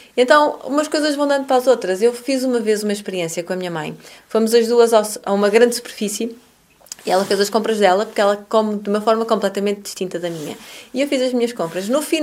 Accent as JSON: {"language": "Portuguese", "town": "Porto", "region": "Norte", "country": "Portugal", "said": "eu sou do Porto, não é?"}